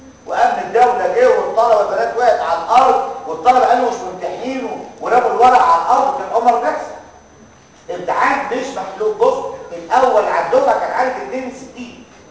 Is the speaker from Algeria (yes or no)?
no; Egypt; انا ده الامتحان بيقطع في احنا مصريين